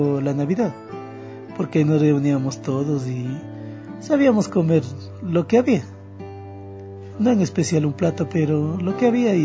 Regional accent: Tanicuichín, Cotopaxi, Ecuador; born there; Y soy nacido en Tanicuichín, provincia de Cotopaxi.

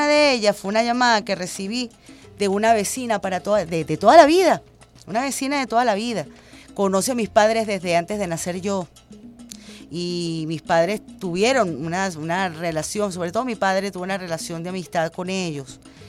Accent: Venezuela; cuando todos somos venezolanos

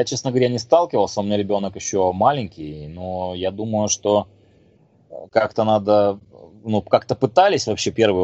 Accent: Crimea, Ukraine; как крымчанин, как коренной крымчанин, мы всегда надеялись на то, что произойдет чудо

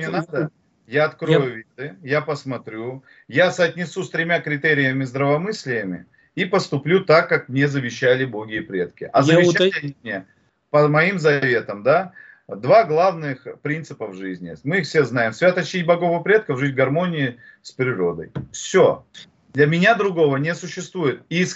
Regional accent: Siberia, Russia; Я с Сибири

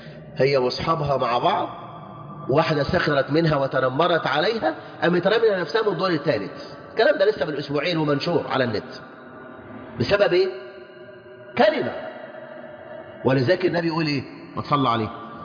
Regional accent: Egypt; ليجعل بلدنا مصر أمناً أماناً

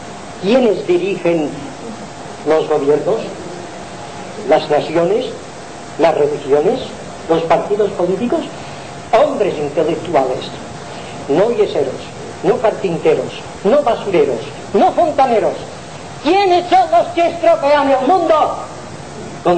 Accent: Balearic Islands, Spain; soy mallorquín, así es

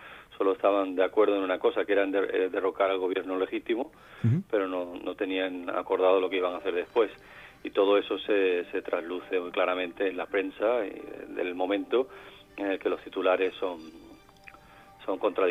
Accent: Málaga, Andalusia, Spain; la guerra civil en mi ciudad de origen, en Málaga.

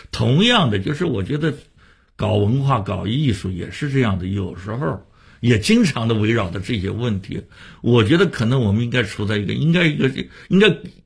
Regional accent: Shanghai, China; 北京人也做过我们上海人的戏啊

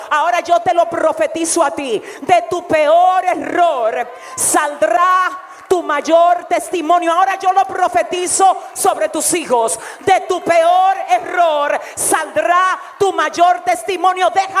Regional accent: Dominican Republic; Yo vine de República Dominicana a hablar con gente determinada.

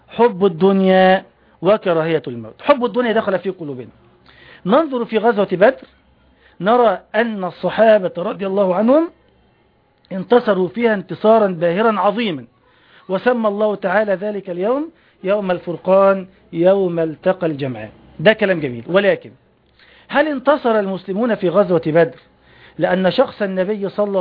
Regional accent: Egypt; إذن أنا مسلم فقط، ولا أتسمى إلا بهذا الاسم. ثانيا، فأنا مصري أحب بلدي

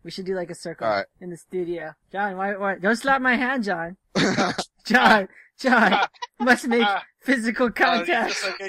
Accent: Hawaii, United States; I'm Hawaiian.

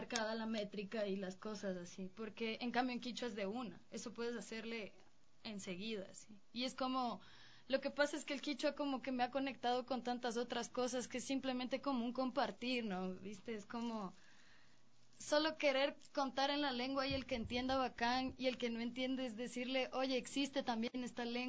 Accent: Colombia; de la realidad en la que yo crecí en Colombia

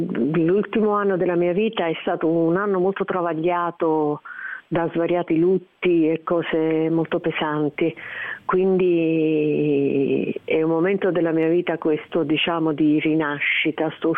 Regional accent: Naples, Campania, Italy; e in particolare anche più napoletano, visto che sono napoletana.

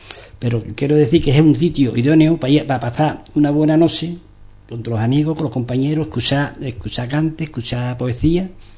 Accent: Ubrique, Andalusia, Spain; La conocemos porque nos conocemos, somos de Ubrique

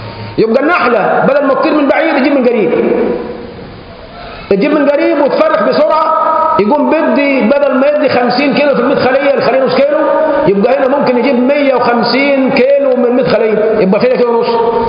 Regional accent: Egypt; هو عندنا في مصر بالذات

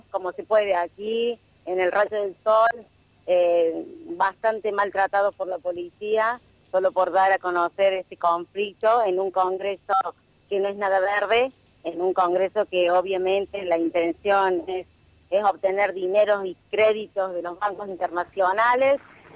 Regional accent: Córdoba, Argentina; En Córdoba no hay nada verde y nada sustentable. En realidad están matando a la gente. Yo soy de Barrio San Antonio.

